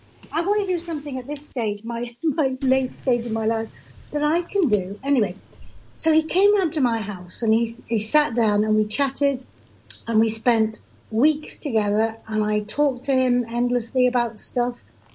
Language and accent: English; England, United Kingdom; Because he's American and I'm English.